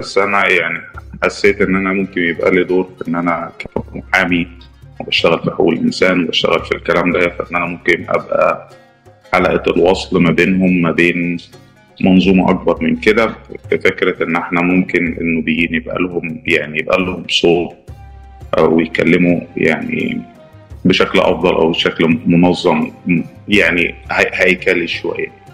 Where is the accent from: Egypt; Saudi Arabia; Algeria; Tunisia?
Egypt; Aswan, Aswan Governorate; born there; أنا اتولدت في مدينة أسوان جنوب الصعيد جنوب مصر، ويعني مدينة أسوان تعتبر الموطن بتاع النوبيين ما بعد التهجير.